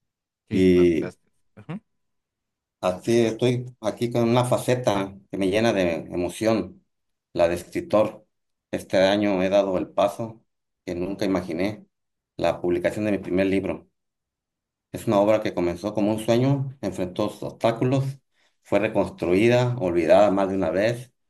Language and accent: Spanish; Mexico; Soy mexicano, soy abogado de profesión.